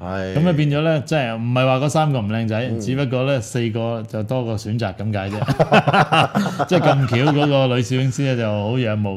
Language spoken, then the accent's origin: Cantonese; Hong Kong; 即係原來我哋香港人，你頭先先話香港人都冇呢啲咁嘅好 amazing 嘅朋友